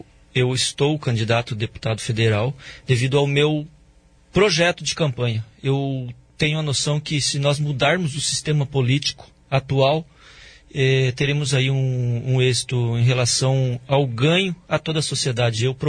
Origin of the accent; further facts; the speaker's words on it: Foz do Iguaçu, Paraná, Brazil; Eu sou nascido em Foz do Iguaçu. Eu sou de Foz do Iguaçu.